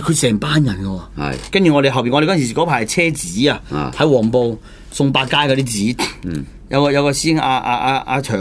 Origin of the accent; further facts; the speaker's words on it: Hunan, China; 那個關長係湖南人嚟嘅、我哋湖南人嚟嘅